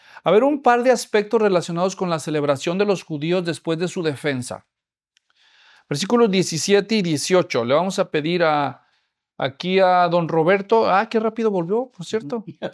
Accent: Mexico; Es difícil para nosotros no saber eso, los que nacimos allá, porque eso es muy inculcado entre los niños desde temprana edad.

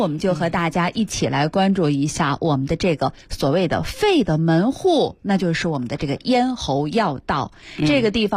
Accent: Northeast China, China; 因为我也是东北人

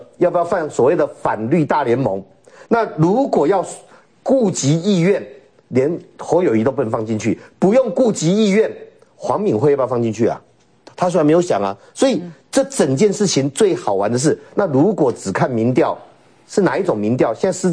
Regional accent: Taoyuan, Taiwan; 我们都桃园，我小时候在桃园嘛，

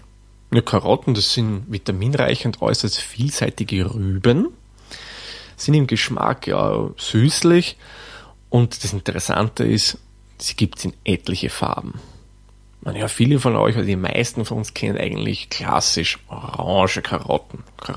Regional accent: Austria; Und bei uns in Österreich, wie gesagt, der Schopf.

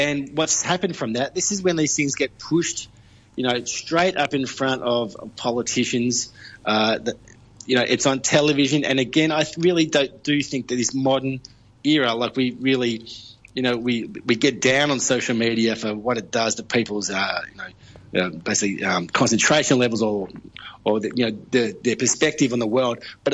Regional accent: Victoria, Australia; You know, I knew a lot of people who work as social workers through Victoria, you know, like my home state.

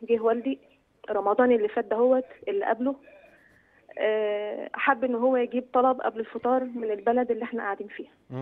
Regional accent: Kafr El Sheikh Governorate, Egypt; انا من محافظه كفر الشيخ

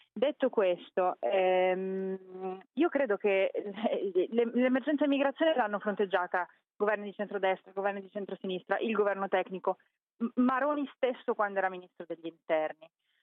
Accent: Lombardy, Italy; Sono lombarda, appartengo a una regione che è ritenuta la più avanzata in Italia.

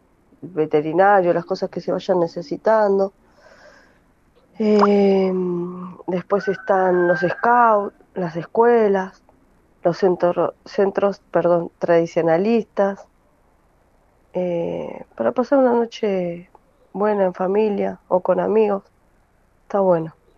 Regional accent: Quilmes, Buenos Aires Province, Argentina; de Quilmes

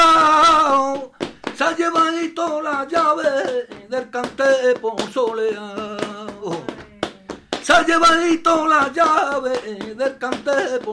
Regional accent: Zaragoza, Aragon, Spain; a toda mi gente de mi barrio, de la Madalena, que somos los mejores de Zaragoza.

